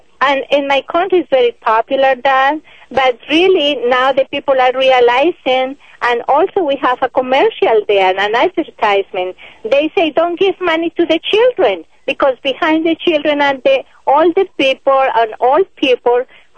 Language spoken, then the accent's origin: English; Colombia; English is a second language; moved away as an adult; now in United States; My English is not perfect. I am here for 4 years in the United States.